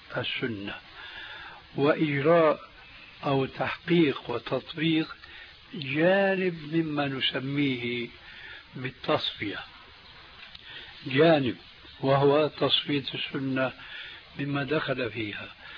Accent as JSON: {"language": "Arabic", "country": "Syria", "said": "كما يقولون عندنا في سوريا ما عندهم بقى عمل إلا سند الحيطان"}